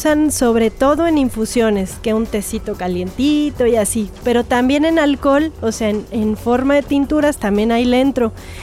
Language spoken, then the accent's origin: Spanish; Sri Lanka; Spanish is a second language; now in Mexico; yo vengo, fíjese, de Oriente, que le contaba ahorita, pues de Sri Lanka es como el lugar más aceptado de donde yo vengo. Antes se llamaba Ceilán y ahora es Sri Lanka, que también pues está ya cerquita de la India y de Asia.